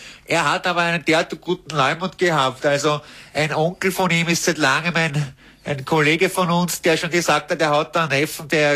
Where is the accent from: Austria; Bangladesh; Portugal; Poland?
Austria; Vienna; mein Gott, was für ein Patschochter, wie man bei uns in Wien sagt.